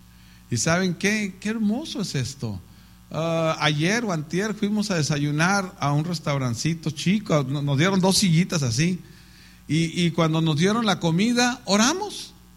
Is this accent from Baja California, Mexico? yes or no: yes; Tijuana, Baja California, Mexico; yo me crié en Tijuana, en la zona norte, donde está todo lo sucio. De ahí era.